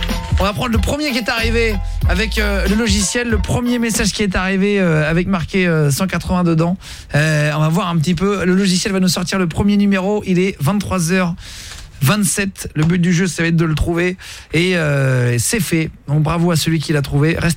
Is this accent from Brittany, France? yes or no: no; Le Barcarès, Occitanie, France; Je suis de Barcarès